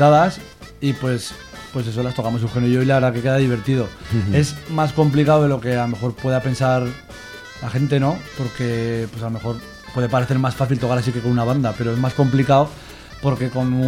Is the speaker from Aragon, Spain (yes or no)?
yes; Zuera, Aragon, Spain; Yo soy de Zuera